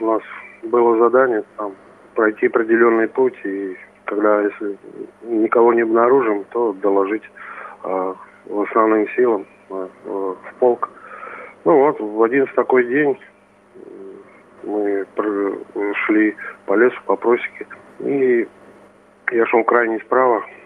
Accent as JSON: {"language": "Russian", "town": "Ivashevo", "region": "Ivanovo Oblast", "country": "Russia", "tie": "born or raised there", "also_born_or_lived": "Ankovo", "said": "Да, родился я в село Аньково, Ильинского района Ивановской области. С 2 лет проживал в село Ивашево, тоже Ильинского района. Учился в начальной средней школе села Ивашево."}